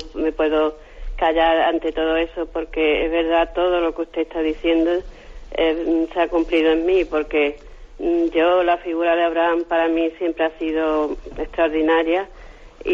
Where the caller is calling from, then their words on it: Málaga, Andalusia, Spain; de Málaga.